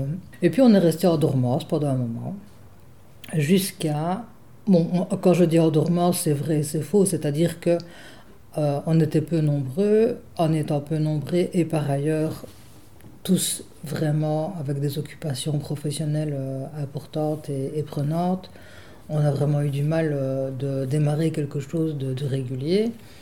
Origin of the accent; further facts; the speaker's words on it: Liège, Wallonia, Belgium; Oui, je suis née à Liège et j'y vis depuis.